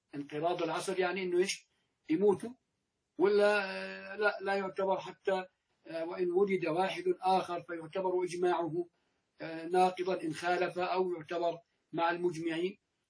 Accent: Jordan; أعني في بلدنا الأردن

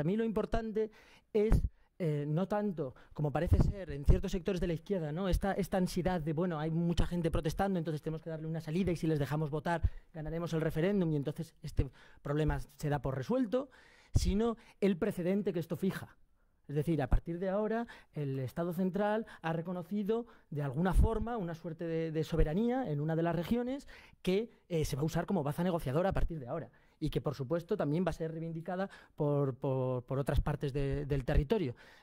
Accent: Basque Country, Spain; Yo vengo del País Vasco.

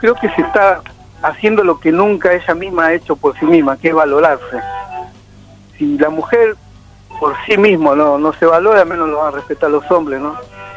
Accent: Buenos Aires, Argentina; born there; Claro, yo nací en Buenos Aires

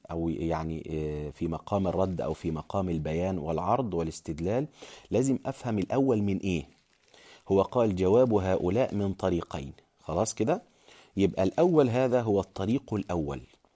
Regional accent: Egypt; أنا كنت أناقش بعض الناس مثلا عندنا في مصر

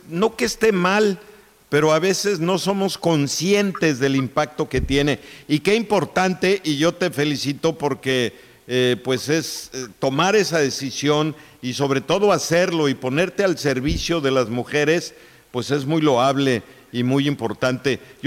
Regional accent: Mexico; es un dolor que los mexicanos traemos por lo que pasa en nuestro país

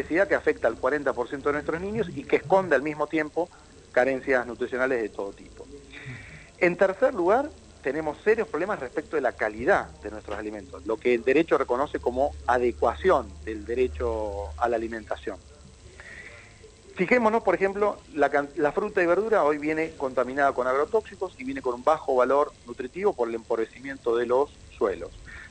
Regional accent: Argentina; un país netamente urbano como es Argentina, 92% de nuestra población vive hoy en pueblos y ciudades

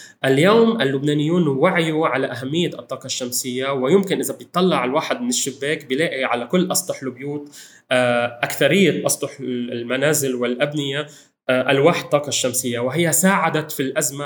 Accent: Lebanon; هذه السنة الثالثة التي نحن موعودون كلبنانيين باستجرار الغاز من مصر

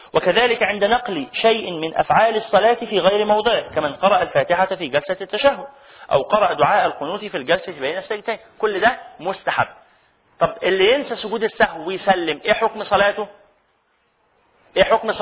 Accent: Egypt; الصيغة اللي احنا بنقولها كمصريين دي صيغة دخيلة

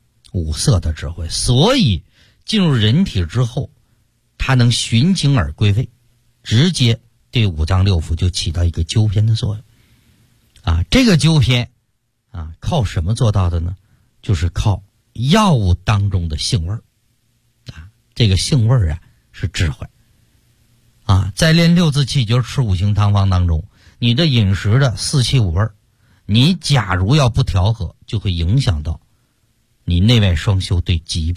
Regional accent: Shanghai, China; 冬天像我们上海人爱吃甜的

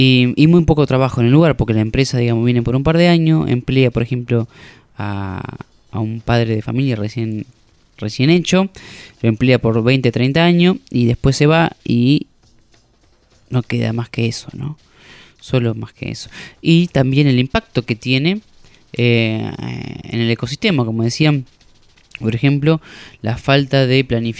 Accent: Casares, Buenos Aires Province, Argentina; en Casares, por ejemplo, de donde yo vengo, del oeste, la provincia de Buenos Aires

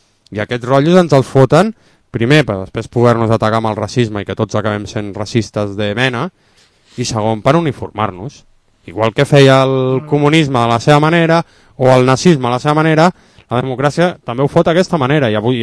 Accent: Barcelona, Catalonia, Spain; born there; Si jo si sóc català o barceloní, és per, entre altres motius, perquè he nascut aquí. En una regió que la gent li diu Catalunya.

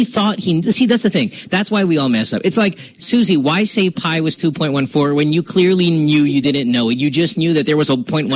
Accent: Philippines; But, you know, and we're from the Philippines where durian is a very popular fruit.

